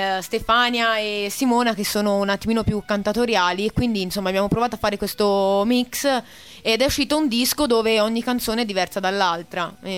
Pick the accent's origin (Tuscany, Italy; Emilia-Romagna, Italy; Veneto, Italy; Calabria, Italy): Tuscany, Italy; Massa; No, sono di Massa.